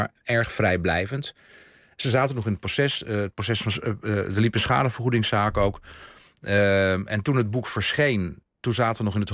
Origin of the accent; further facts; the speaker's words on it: northern Netherlands, Netherlands; Ik ben een Noorderling.